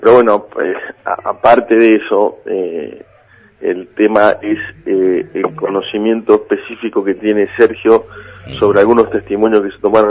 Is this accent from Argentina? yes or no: yes; Buenos Aires, Argentina; born there; now in Bahía Blanca, Argentina; tengo el conocimiento del lugar donde vivo ahora, que es Bahía Blanca, y donde nací, que es Agarró, mi pueblo, o el Partido Villarino.